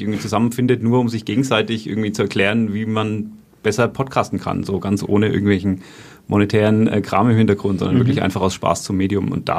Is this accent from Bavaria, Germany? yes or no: yes; Bavaria, Germany; accent: Franconian; Ich muss auch hier total aufpassen, dass ich nicht in meinen fränkischen Dialekt verfall.